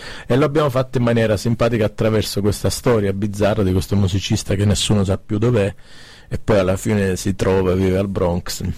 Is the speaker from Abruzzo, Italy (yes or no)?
no; Mirto Crosia, Calabria, Italy; sono nato e cresciuto in Calabria, in un paese sulla Ionica 106 che si chiama Mirto Crosia, in provincia di Cosenza.